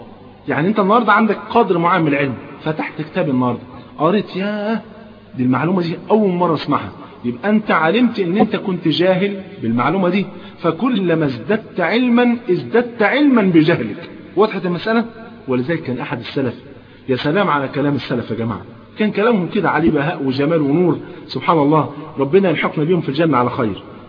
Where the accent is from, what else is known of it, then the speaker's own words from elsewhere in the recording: Egypt; طيب كان زمان تلاقي عندنا في مصر هنا بالذات كان تلاقي مثلا ايه فلان شيخ عمود في الازهر